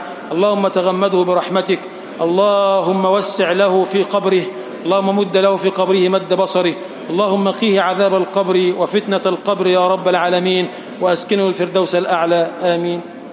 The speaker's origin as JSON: {"language": "Arabic", "country": "Egypt", "said": "اللهم اجعل بلدنا مصر بلدًا آمنًا"}